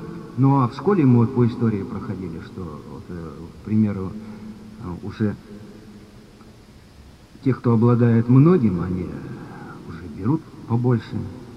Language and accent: Russian; Tomsk, Tomsk Oblast, Russia; Я приветствую, друзья, всех. Я из Томска.